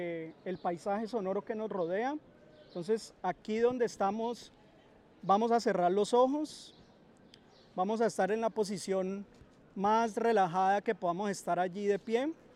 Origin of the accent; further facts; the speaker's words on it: Cali, Valle del Cauca, Colombia; yo vengo de Cali